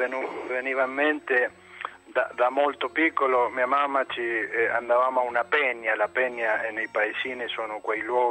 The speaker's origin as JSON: {"language": "Italian", "town": "Chacabuco", "region": "Buenos Aires", "country": "Argentina", "said": "Chacabuco, provincia di Buenos Aires, la Pampa argentina, diciamo, 500 chilometri dal mare e 500 dalla prima collina."}